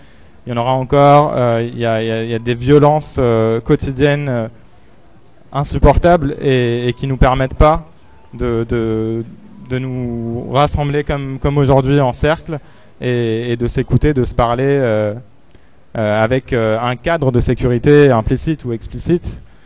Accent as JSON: {"language": "French", "country": "Algeria", "said": "Moi, je suis algérien aussi."}